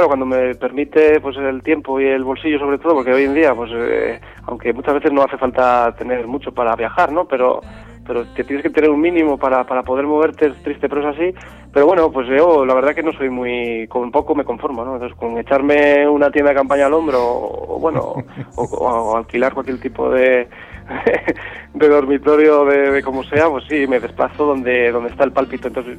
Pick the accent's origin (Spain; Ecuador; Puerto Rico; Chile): Spain; Pamplona, Navarre; born there; de apellido y nacimiento, como suelo decir, pero sobre todo ciudadano del mundo